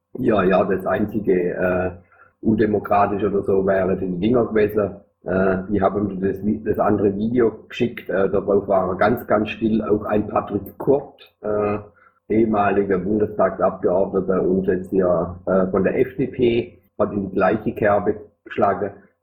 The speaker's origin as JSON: {"language": "German", "region": "Thuringia", "country": "Germany", "said": "also zumindest als Thüringer"}